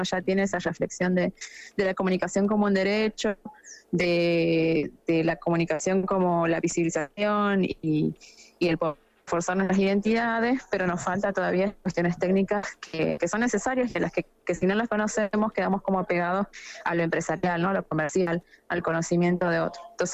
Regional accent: Salta, Argentina; ya que somos varios de Salta

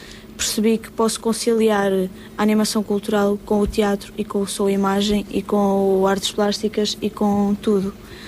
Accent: Castanheira de Pera, Centro, Portugal; Eu sou de Castanheira de Pera, que é uma terra freguesia.

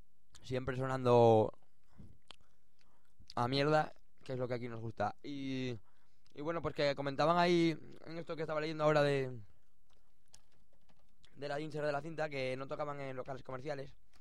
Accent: Avilés, Asturias, Spain; en Avilés, que es donde, de donde soy

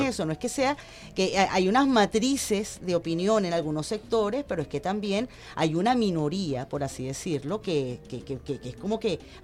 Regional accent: Venezuela; nosotros como venezolanos

